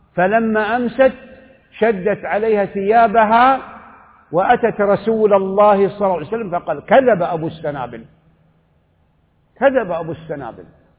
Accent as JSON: {"language": "Arabic", "country": "Saudi Arabia", "said": "وقد أفضت القول في هذه الجماعة وفي هذه القاعدة في مجالس متعددة في بلدي السعودية وفي مواطن أخرى"}